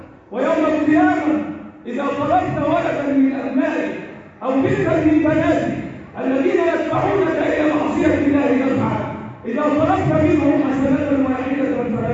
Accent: Egypt; اللهم احفظ بلدنا مصر

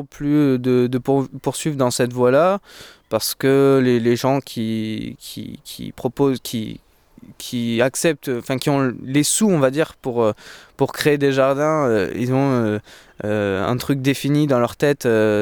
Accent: Pyrenees, France; also born or lived in Lot; Le Lot, c'est encore le sud-ouest, donc c'est à 250 km de chez moi, au nord. Après, je suis habité directement dans les Pyrénées, donc principalement, j'ai connu que mes montagnes, quoi.

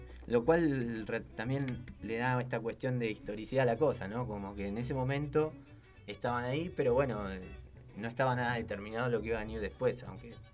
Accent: Buenos Aires, Argentina; Todavía el sur, yo que soy de Boca, diría que la Boca queda más al sur, pero bueno.

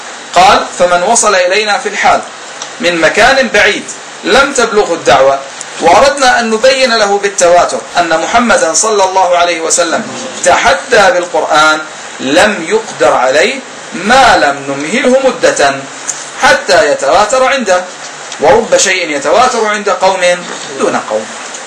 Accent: Jordan; وعندنا في الأردن يقولون في الفحيص

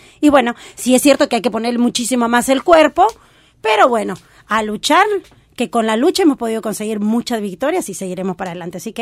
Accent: Peru; como mujer, como peruana, como migrante, me da un orgullo

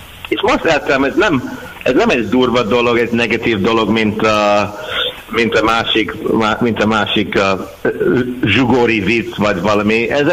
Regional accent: Scotland, United Kingdom; Hungarian is a second language; és mikor én mondtam skót, akkor ez egy másik art

